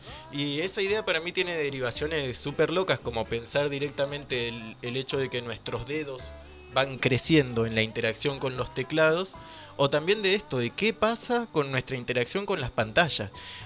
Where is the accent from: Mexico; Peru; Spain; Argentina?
Argentina; Rawson, Chubut; Cuando yo estaba lejos de Rawson, que es de donde yo vengo, de Rawson, de Trelew